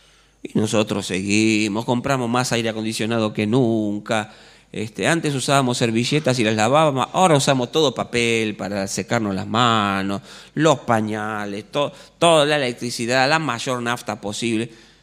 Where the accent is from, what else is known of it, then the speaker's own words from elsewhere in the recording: Buenos Aires, Argentina; Soy un argentino que además vive en Buenos Aires, todo esto que me da identidad, pertenencia.